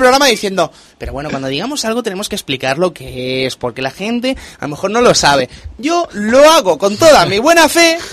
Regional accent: Madrid, Community of Madrid, Spain; No me acuerdo, yo soy de Madrid, chacho.

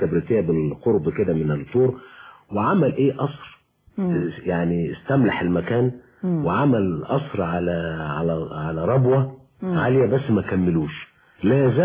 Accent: Egypt; كان بالنسبة لاهل الحجاز زي القطن عندنا في مصر في زمانه

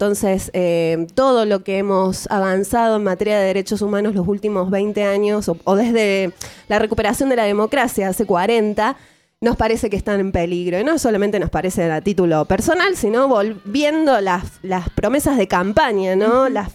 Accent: Argentina; esas coyunturas dramáticas que vivió uh-huh. la Argentina y que vivimos como argentinos.

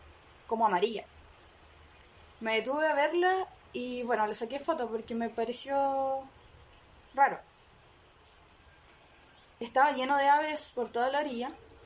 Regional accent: Laraquete, Biobío, Chile; Araquete, nacida y criada por acá.

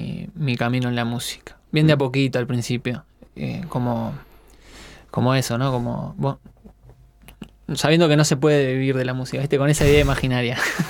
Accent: Montevideo, Uruguay; yo soy de acá, de Montevideo, del Prado, ahí por el Club Estocolmo. Uh-huh. Lo que se conoce como Prado Norte para algunos, oficialmente Nueva Sabona.

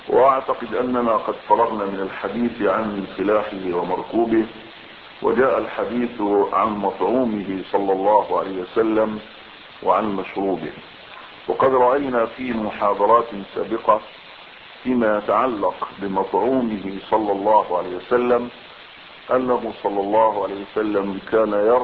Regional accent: Egypt; وهذه قضية حقيقية عندنا بالذات كمصريين، نحن لا نحسن ان نأكل.

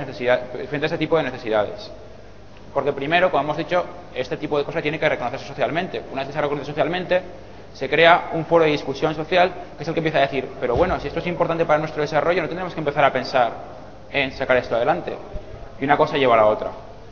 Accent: Zaragoza, Aragon, Spain; el Hack Club en Zaragoza, de donde vengo yo

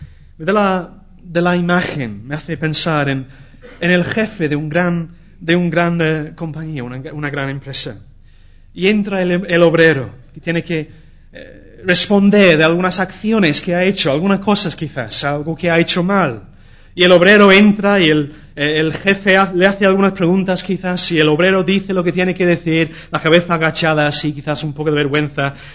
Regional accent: England, United Kingdom; Spanish is a second language; now in Spain; En mi país, en Inglaterra, la cultura es muy diferente. Por ejemplo, a la cultura aquí en España

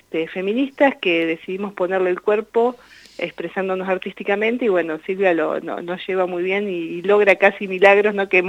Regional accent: Miguel Riglos, La Pampa, Argentina; moved away as an adult; also born or lived in Santa Rosa; now in Bahía Blanca, Argentina; yo me crié ahí en Miguel Riglos, hice el secundario, después ya me vine a Bahía Blanca, que ahora tengo 48 años, y vivo en Bahía Blanca ya desde los 18, o sea que bueno, hay mucho tiempo transcurrido acá en Bahía Blanca

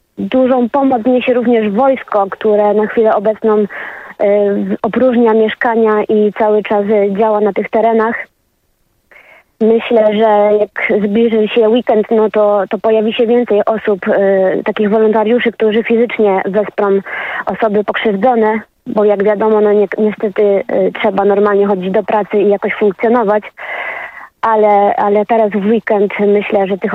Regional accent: Ścibórz, Opole Voivodeship, Poland; Wie pan co, jestem ze Ściborza.

